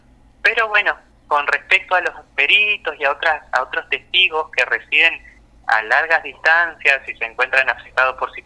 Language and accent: Spanish; Entre Ríos, Argentina; now in Santa Fe, Argentina; Yo soy de Entre Ríos, actualmente estoy viviendo en Santa Fe.